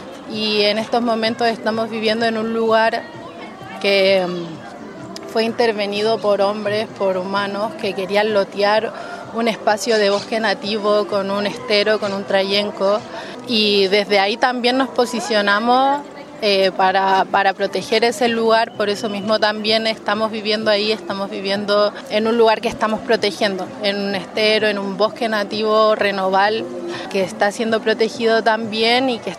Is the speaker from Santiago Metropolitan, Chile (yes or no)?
yes; Santiago, Santiago Metropolitan, Chile; born there; Yo nací en Santiago, las personas también que estamos ahí en el refugio somos de Santiago, de La Guarria